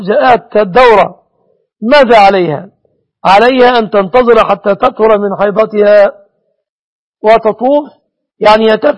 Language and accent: Arabic; Egypt; بلادنا مصر